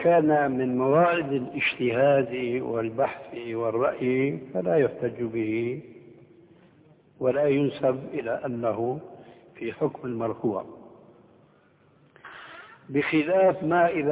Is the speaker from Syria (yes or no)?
yes; Syria; التعبير عندنا في سوريا